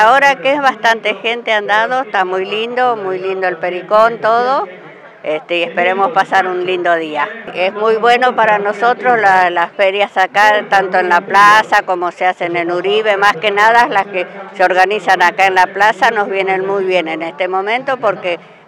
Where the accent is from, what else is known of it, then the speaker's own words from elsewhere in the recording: Cañuelas, Buenos Aires Province, Argentina; Soy de Santa Rosa, de Cañuelas.